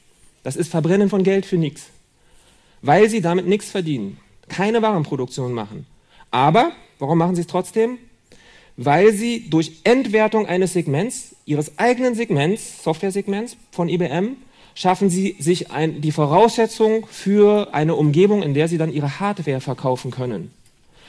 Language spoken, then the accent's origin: German; Berlin, Germany; Oder in Berlin, wo ich herkomme.